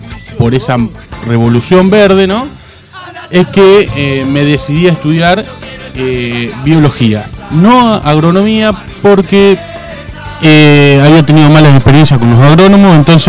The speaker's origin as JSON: {"language": "Spanish", "town": "Mechita", "region": "Buenos Aires Province", "country": "Argentina", "tie": "born there", "said": "yo no nací acá, yo nací en Mechita, un pueblo de la provincia de Buenos Aires."}